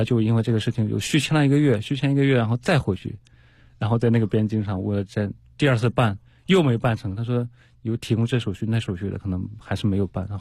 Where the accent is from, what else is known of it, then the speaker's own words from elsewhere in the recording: China; 一直说我是中国人，我是来旅行的